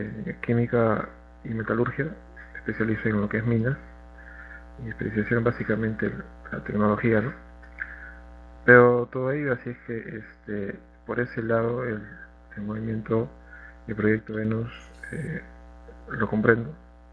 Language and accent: Spanish; Peru; bueno, de Perú